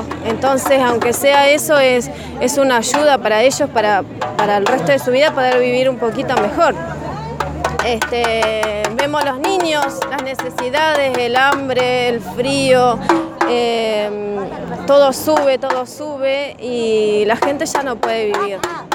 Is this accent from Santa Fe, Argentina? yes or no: yes; San Lorenzo, Santa Fe, Argentina; soy de la CCC de acá de San Lorenzo.